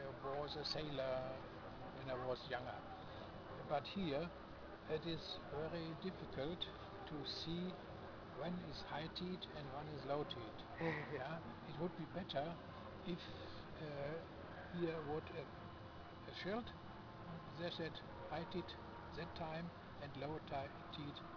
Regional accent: Germany; English is a second language; From Germany.

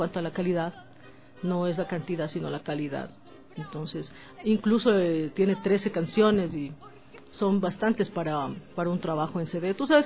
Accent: Ecuador; como ecuatoriana, disfruto al cantar nuestros temas. Ecuatoriana y latinoamericana

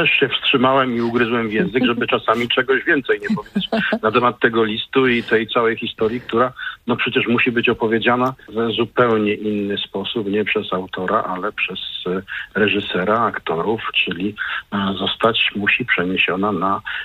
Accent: Poznań, Greater Poland Voivodeship, Poland; No, jako ten poznaniak z krwi i kości, nie mogłem nie dać mu szansy na to, żeby zawitał do mojego miasta.

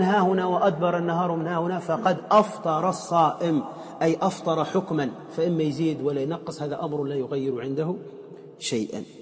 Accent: Tunisia; وأنا أعلم في مدينتي في تونس

